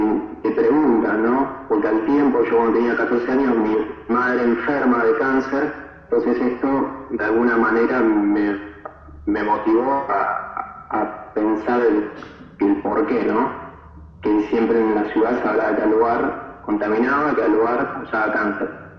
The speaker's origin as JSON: {"language": "Spanish", "town": "Puerto Madryn", "region": "Chubut", "country": "Argentina", "said": "Que yo soy de Puerto Madryn, mi familia vive todavía en la ciudad, y desde muy chico, las excursiones de la escuela, yo conocí las ballenas"}